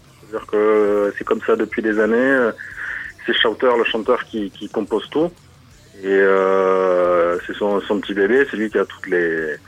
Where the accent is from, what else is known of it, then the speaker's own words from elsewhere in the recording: Marseille, Provence-Alpes-Côte d'Azur, France; quand on vient de pas de Paris et de Marseille, donc à l'opposé